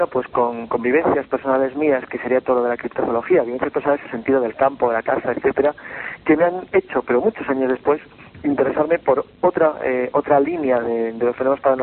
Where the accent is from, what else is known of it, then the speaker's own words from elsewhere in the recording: Santander, Cantabria, Spain; moved away as an adult; cuando yo vine de Santander